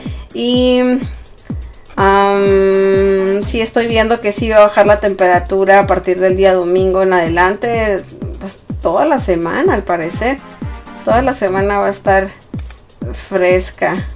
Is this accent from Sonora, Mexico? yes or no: yes; Sonora, Mexico; Yo soy originaria de México, obviamente, pero de Sonora, del estado de Sonora.